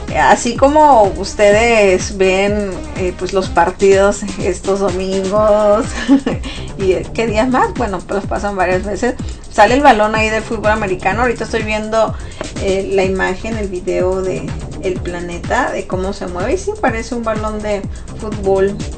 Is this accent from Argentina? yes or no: no; Mexico; Pero la mayoría de los que somos mexicanos, es cierto, nos gusta celebrar el Día de Muertos